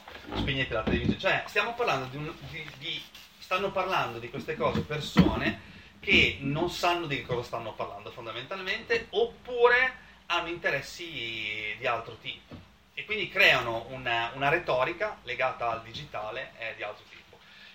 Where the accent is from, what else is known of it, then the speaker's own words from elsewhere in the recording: Bologna, Emilia-Romagna, Italy; come dico da bolognese